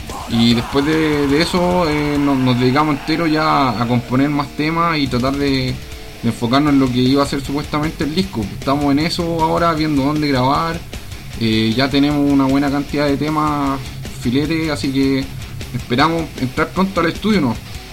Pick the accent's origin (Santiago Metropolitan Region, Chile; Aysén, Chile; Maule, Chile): Santiago Metropolitan Region, Chile; Santiago; yo soy el único integrante de la banda que es de acá de Santiago.